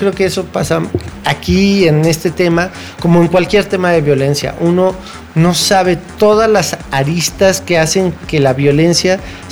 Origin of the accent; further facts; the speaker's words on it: United States; Spanish is a second language; Yo soy una mujer americana, norteamericana, ¿qué voy a saber yo de lo que sufren ustedes?